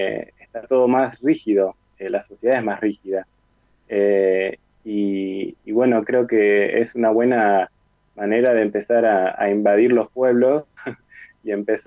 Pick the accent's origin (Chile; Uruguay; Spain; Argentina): Argentina; Tandil, Buenos Aires Province; also born or lived in La Plata; Hace un año y medio que volví a vivir acá en Tandil, mi ciudad natal